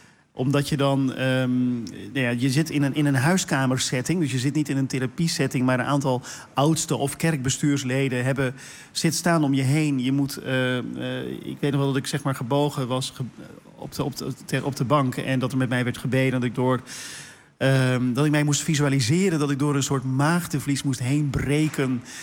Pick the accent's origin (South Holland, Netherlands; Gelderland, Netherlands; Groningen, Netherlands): South Holland, Netherlands; Ik kom uit de Hoekse Waard oorspronkelijk, Meesterde Land.